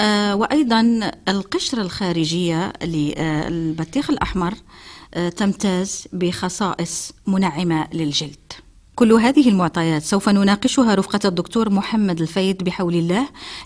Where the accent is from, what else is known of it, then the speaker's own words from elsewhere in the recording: Morocco; accent: Moroccan Arabic; الدلاح كما نقولها بلهجتنا العامية المغربية